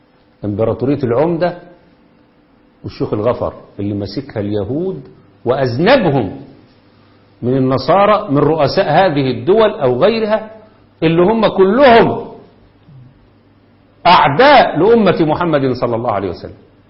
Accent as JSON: {"language": "Arabic", "country": "Egypt", "said": "وده اللي بيحصل عندنا في مصر بالضبط دلوقتي."}